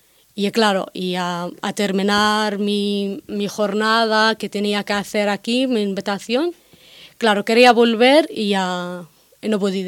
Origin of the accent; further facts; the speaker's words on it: North Sinai, Egypt; born there; Spanish is a second language; yo no nací en Gaza yo nací en un campo de refugiados en Egipto en el Sinai